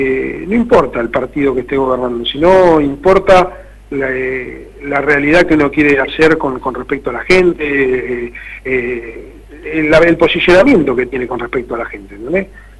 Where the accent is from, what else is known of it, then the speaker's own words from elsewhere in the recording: Cañuelas, Buenos Aires Province, Argentina; nosotros nos afincamos en Cañuelas, vos sos nacido y criado en Cañuelas, yo soy lo mismo